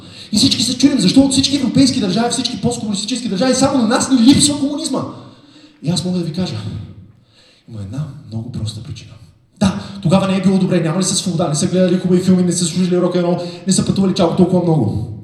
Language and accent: Bulgarian; Veliko Tarnovo, Veliko Tarnovo Province, Bulgaria; Аз примерно съм от Велико Търново, връщам се понякога.